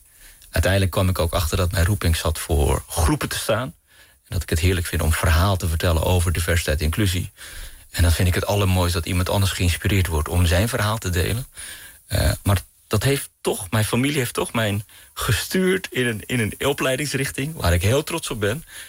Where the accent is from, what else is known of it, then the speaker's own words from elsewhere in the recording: Amsterdam, North Holland, Netherlands; born there; Mijn moeder is Surinaams Hindoestaans, mijn vader is Pakistaans. Ze hebben elkaar ontmoet in Amsterdam. En ik ben geboren in Amsterdam.